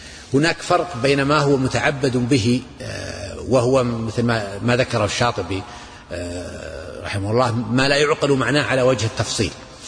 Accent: Najd, Saudi Arabia; يعني عندنا مثلا عندنا في نجد بعض البيئات يسمون الأم

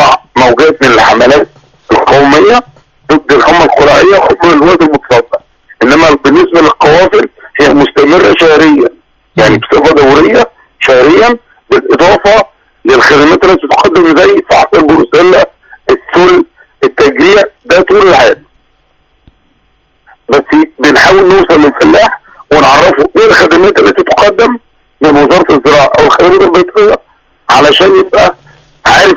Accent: Egypt; تخوفا من دخول المرض عندنا في مصر

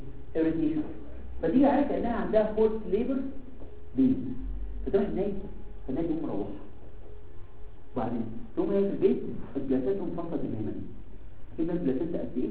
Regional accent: Egypt; ده اللي بيحصل عندنا في مصر

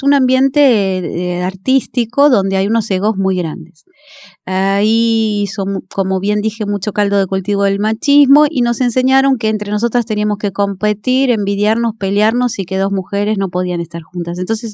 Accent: Valentín Alsina, Buenos Aires Province, Argentina; Yo soy de Valentín Alsina, un barrio sencillo. Uh-huh. Humilde

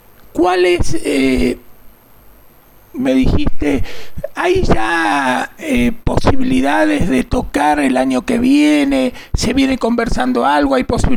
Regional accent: Buenos Aires, Argentina; now in San Juan, Argentina; yo soy de Ciudad de Buenos Aires, aunque hace 800.000 años que vivo acá en San Juan. Soy de familia también sanjuanina, pero yo nací en Ortúzar.

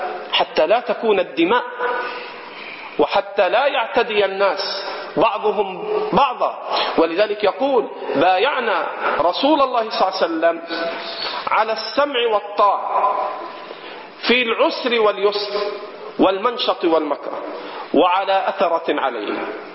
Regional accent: Egypt; عندنا في مصر

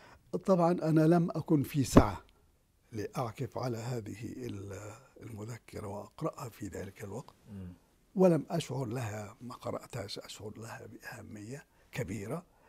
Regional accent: Gaza, Gaza Strip, Palestine; ما صار عندنا في غزة شيء اسمه النظام الخاص

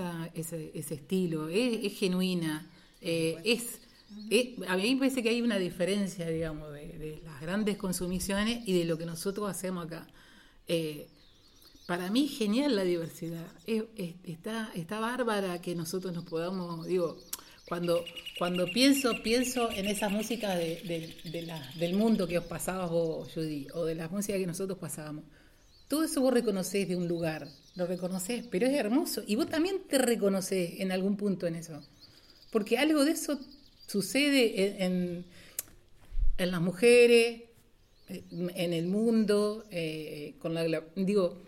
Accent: Paraná, Entre Ríos, Argentina; somos de Paraná

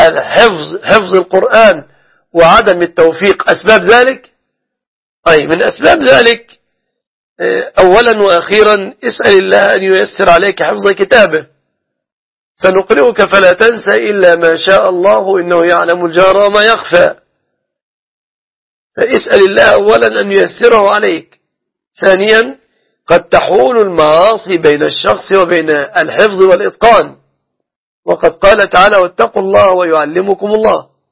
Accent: Egypt; أن يحفظ بلادنا مصر دائما وأبدا

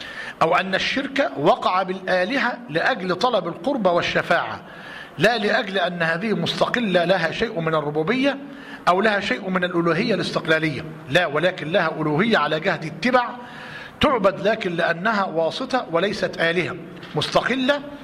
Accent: Egypt; عندنا في مصر لما قعدنا نسأل ونتطقص

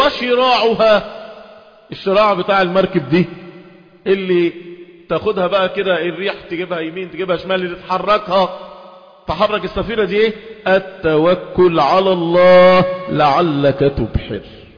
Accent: Egypt; ده احنا شرفنا كمصريين

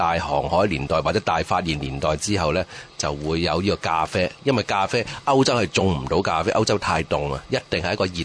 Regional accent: Hong Kong; 即係我哋香港人或者英屬系統嘅，我哋都話嗰啲係印度人。

